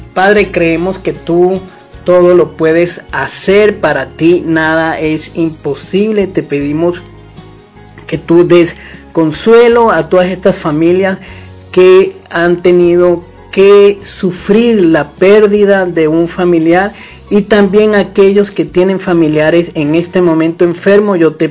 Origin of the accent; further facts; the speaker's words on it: Venezuela; como somos bien venezolanos y le agradecemos al Señor por haber nacido en esta tierra de gracia